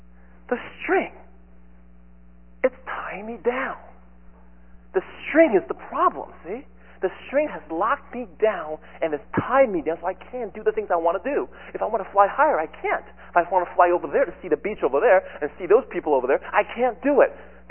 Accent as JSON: {"language": "English", "country": "Taiwan", "tie": "born or raised there", "said": "When I was growing up in Taiwan in elementary schools, our crafts usually consist of, this is kind of a country bumpkin school."}